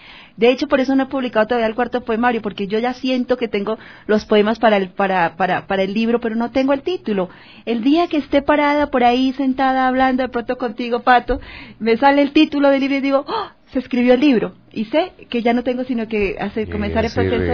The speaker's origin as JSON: {"language": "Spanish", "town": "Tulcán", "region": "Carchi", "country": "Ecuador", "said": "Pues soy de frontera, soy de Tulcán, mi madre es colombiana de Ipiales, soy ciudadana del mundo."}